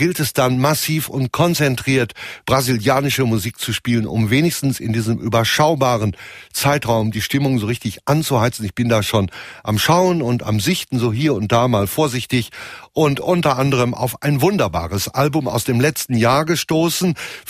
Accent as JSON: {"language": "German", "region": "North Rhine-Westphalia", "country": "Germany", "said": "wenn ich als Westfale grundsätzlich eher skeptisch bin und meine Zweifel habe"}